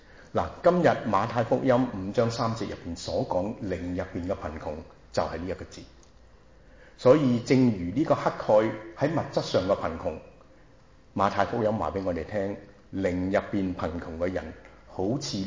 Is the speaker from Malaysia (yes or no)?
no; China; 但是虚心来讲，对我们中国人都是要小心